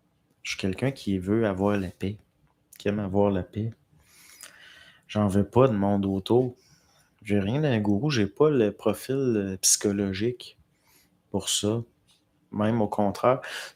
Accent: Quebec, Canada; En tout cas, je viens de Charlevoix. T'es peut-être un petit cousin de loin.

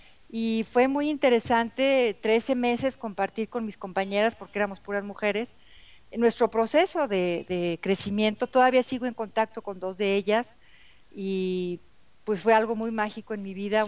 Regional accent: Mexico; soy de México, tengo un audiolibro

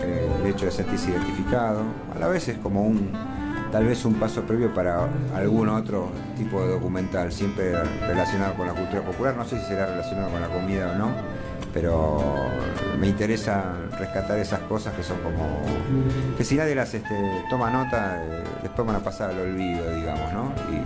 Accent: Argentina; cómo nos relacionamos los argentinos con la comida, ¿no?

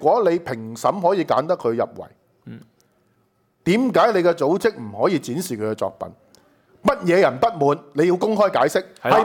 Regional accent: Hong Kong; 是污蔑我們香港人

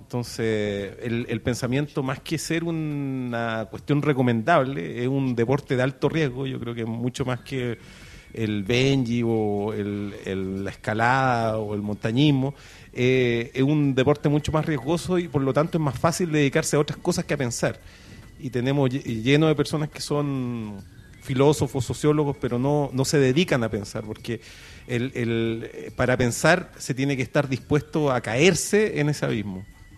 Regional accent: Valparaíso, Chile; vengo de Valparaíso, ahí está la fábrica

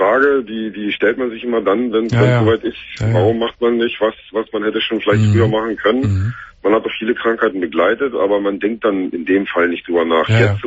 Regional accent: Berlin, Germany; moved away as an adult; ich bin schon seit Jahren weg aus Berlin. Also ich bin selber in Berlin geboren und auch bis zu meinem 22., 23. Lebensjahr habe ich hier verbracht.

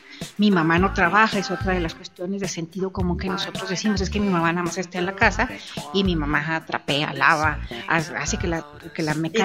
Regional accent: Mexico; el gasolinazo nos hace pensar en quiénes somos como mexicanos

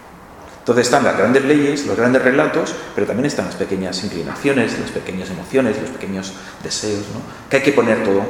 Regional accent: Catalonia, Spain; Y claro, yo vengo de Cataluña, ¿no?

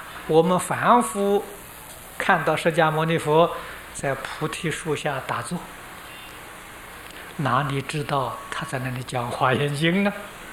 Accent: China; 这个80岁是我们中国人说的虚岁

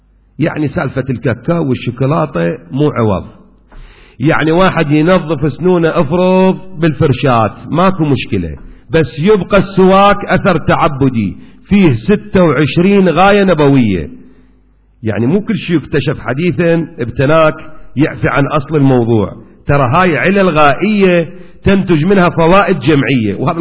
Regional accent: Kuwait; وإلى الآن أكو عرف موجود عندنا في الكويت

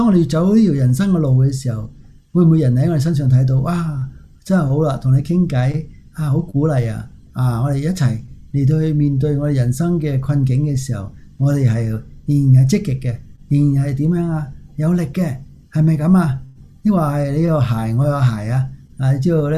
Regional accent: China; 我都是中国人

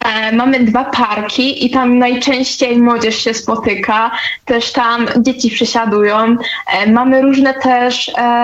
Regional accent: Kostrzyn, Greater Poland Voivodeship, Poland; bo ja tak pochodzę z takiego małego miasteczka, ale jakiegoś powiedzmy średniego.

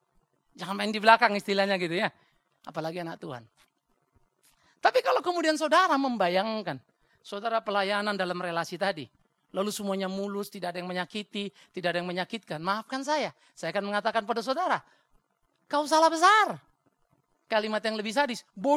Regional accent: North Sumatra, Indonesia; Apalagi saya orang Batak.

